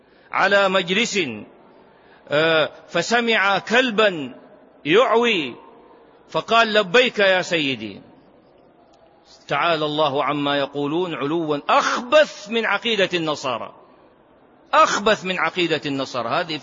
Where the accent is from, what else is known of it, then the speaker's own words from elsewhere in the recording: Saudi Arabia; عندنا في السعودية من جميع المناطق